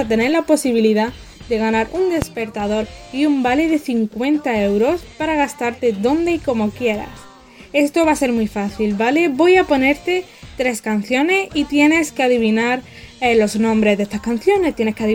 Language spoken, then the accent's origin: Spanish; Spain; now in Mexico; la nueva colaboradora de esta emisora, y sí, vengo desde España, a más de 9.000 kilómetros de aquí.